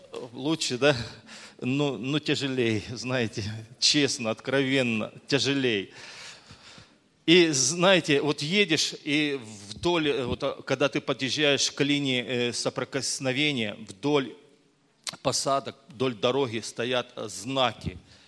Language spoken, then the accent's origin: Russian; Crimea, Ukraine; now in Donetsk, Ukraine; я еду вот к себе домой в Донецк, хотя я сам родом с Крыма и родился там, и вырос там, вот, ну, вот, у меня просто, я даже до сих пор там прописан.